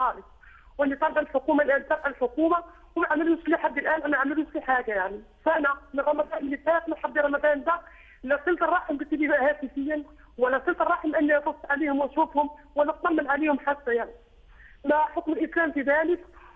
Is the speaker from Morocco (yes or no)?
yes; Morocco; now in Italy; أنا يكون مغربية مقيمة بإيطاليا.